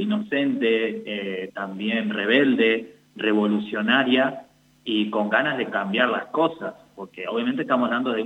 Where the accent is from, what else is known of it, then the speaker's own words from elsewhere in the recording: Santa Isabel, La Pampa, Argentina; now in Santa Rosa, Argentina; yo cuando vine acá a Santa Rosa, originalmente yo soy de Santa Isabel, empecé a estudiar acá en la Universidad Nacional de La Pampa